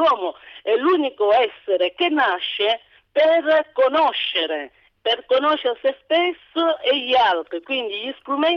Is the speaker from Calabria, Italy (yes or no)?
yes; Calabria, Italy; questa è una bella prova che io sono calabrese e non lo potrà mai discutere nessuno